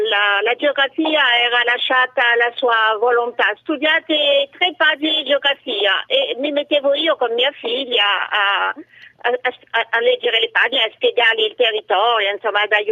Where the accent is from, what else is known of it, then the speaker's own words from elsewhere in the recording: France; Italian is a second language; now in Italy; io sono francese.